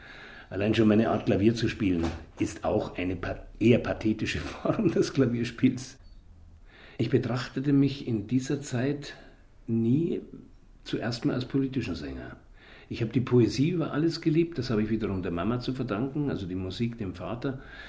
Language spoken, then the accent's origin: German; Munich, Bavaria, Germany; Ja, München ist natürlich meine Heimat gewesen, meine örtliche Heimat.